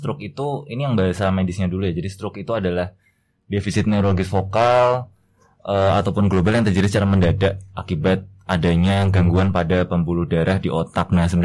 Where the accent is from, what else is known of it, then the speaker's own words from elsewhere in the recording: Semarang, Central Java, Indonesia; now in Yogyakarta, Indonesia; Saya asal dari Semarang, Mas.